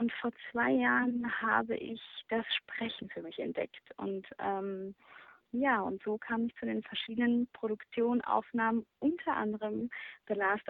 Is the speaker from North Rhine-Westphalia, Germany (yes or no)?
yes; Essen, North Rhine-Westphalia, Germany; Groß geworden in Essen, dann wie alle anderen auch zur Schule gegangen